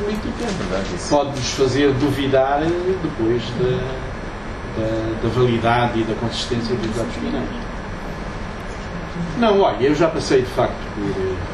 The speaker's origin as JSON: {"language": "Portuguese", "country": "Angola", "said": "Eu saí da Angola apenas para estudar em Portugal, para tirar o meu curso."}